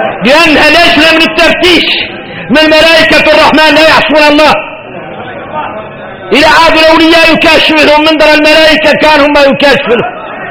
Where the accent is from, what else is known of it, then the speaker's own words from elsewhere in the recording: Mauritania; احنا موريتاني